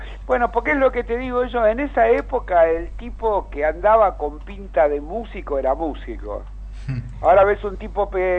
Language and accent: Spanish; Argentina; en Argentina somos todos de River o de Boca, ¿viste?